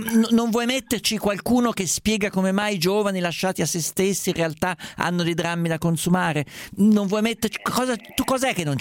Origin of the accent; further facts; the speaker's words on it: Perugia, Umbria, Italy; Ma io vengo da Perugia, scusate, io ho già dato su Perugia, ho detto tutto il dicibile.